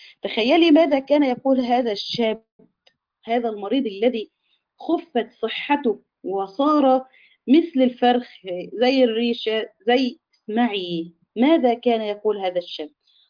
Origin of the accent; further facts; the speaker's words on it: Egypt; إحنا كده في يمكن كمصريين